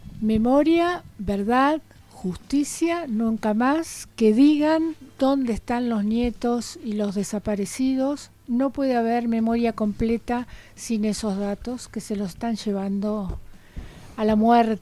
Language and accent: Spanish; Buenos Aires, Argentina; por ahí en Buenos Aires, los que somos de Buenos Aires